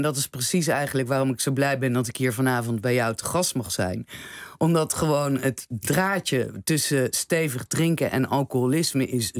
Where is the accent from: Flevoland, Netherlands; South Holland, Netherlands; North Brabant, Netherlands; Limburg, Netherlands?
South Holland, Netherlands; The Hague; want ik ben een Haagse dame.